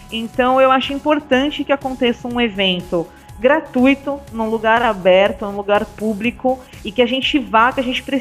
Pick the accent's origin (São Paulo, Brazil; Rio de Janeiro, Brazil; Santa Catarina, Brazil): São Paulo, Brazil; Guarulhos; eu também sou da pessoa de Guarulhos, né? Eu sou da periferia de Guarulhos.